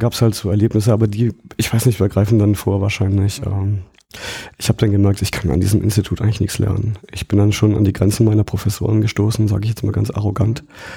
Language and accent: German; Baden-Württemberg, Germany; Ich komme ja aus dem Schwarzwald und landschaftlich ist das sehr schön, ja.